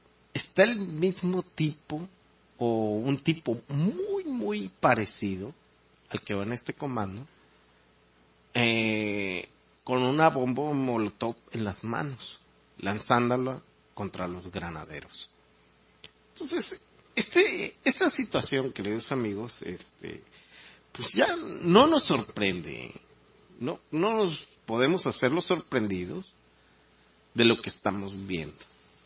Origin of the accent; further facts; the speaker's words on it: Mexico; yo creo que como mexicano, y muchos estarán de acuerdo conmigo